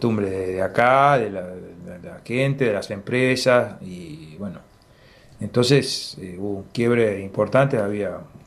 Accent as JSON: {"language": "Spanish", "region": "Patagonia", "country": "Argentina", "said": "más de lo que somos como patagónicos, ¿no?"}